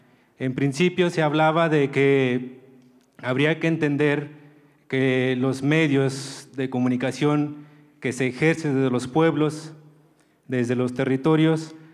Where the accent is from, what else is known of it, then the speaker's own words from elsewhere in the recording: Tlahuitoltepec, Oaxaca, Mexico; Muy buenos días, soy de Tlahuitoltepec.